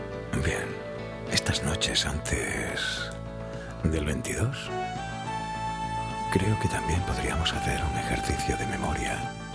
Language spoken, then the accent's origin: Spanish; Andalusia, Spain; Yo no sé tú, pero en mi tierra, Andalucía, hace falta una cura de salud democrática.